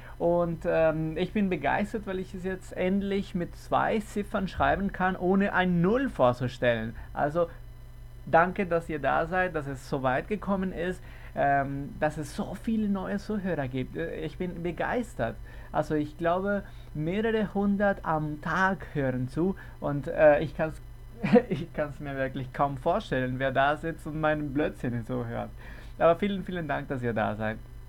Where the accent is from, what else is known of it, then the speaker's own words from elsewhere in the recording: Caracas, Capital District, Venezuela; Wir fangen mit einem Kerl aus Caracas, Venezuela. Das ist, wo ich herkomme.